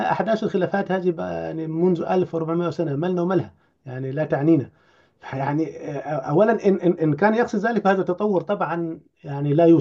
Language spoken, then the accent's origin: Arabic; Upper Egypt, Egypt; موجود عندنا في الصعيد حتى الآن